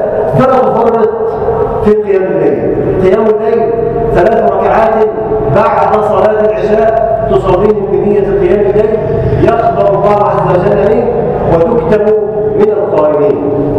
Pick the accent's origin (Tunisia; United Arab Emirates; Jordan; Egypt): Egypt; اللهم اجعل بلدنا مصر امنا امانا، سلما سلاما، سخاء رخاء